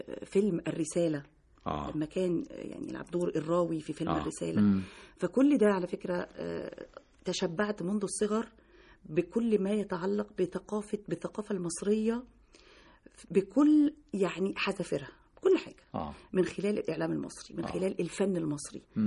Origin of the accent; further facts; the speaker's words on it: Oran, Oran Province, Algeria; born there; مواليد وهران الباهية. يعني اللي هي اسكندرية عندنا في مصر هنا.